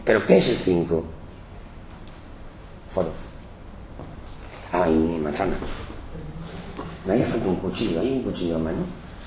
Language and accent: Spanish; Galicia, Spain; por lo menos en mi tierra, en Galicia lo venden en una farmacia